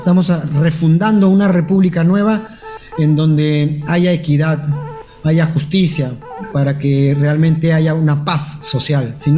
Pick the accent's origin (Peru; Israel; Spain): Peru; somos un el Perú, somos los peruanos, somos recios, somos duros